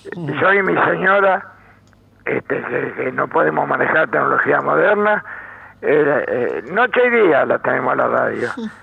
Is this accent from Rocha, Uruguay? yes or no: yes; Castillos, Rocha, Uruguay; yo nací en Rocha, pero no viví en Rocha. Viví en Castillo 5 años.